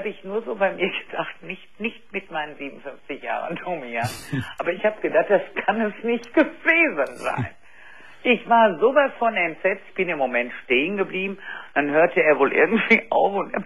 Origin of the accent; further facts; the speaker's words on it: Düsseldorf, North Rhine-Westphalia, Germany; ich komme aus Düsseldorf, mhm, und deren Dorf ist also ein sehr gutes, zur Altstadt nahe, 15 Minuten zu laufen.